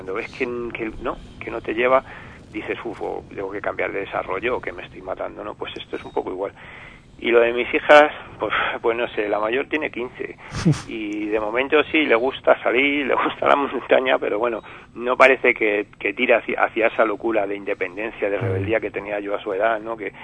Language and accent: Spanish; Spain; Yo creo que los españoles somos muy españoles